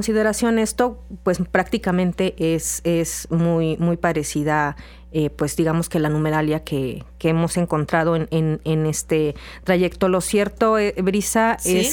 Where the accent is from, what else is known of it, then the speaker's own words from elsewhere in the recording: Veracruz, Mexico; porque yo vivo aquí y soy veracruzana, ¿no?